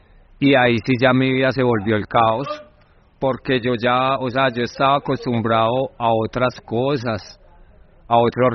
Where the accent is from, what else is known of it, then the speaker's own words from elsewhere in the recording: Manizales, Caldas, Colombia; Yo nací en Manizales y nací en el seno de una familia católica, criado en Manizales hasta pues... Sí, hasta casi la mayoría de edad, aunque desde joven, desde los 13, 14 años, empecé a salir de mi casa y a andar por el país.